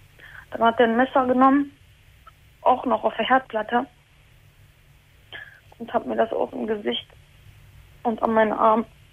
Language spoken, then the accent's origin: German; Turkey; now in Germany; Ich komme aus der Türkei.